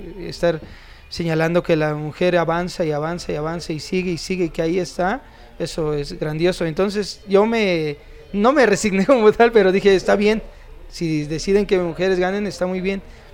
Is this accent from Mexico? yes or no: yes; Mexico City, Mexico; soy acá de la Ciudad de México.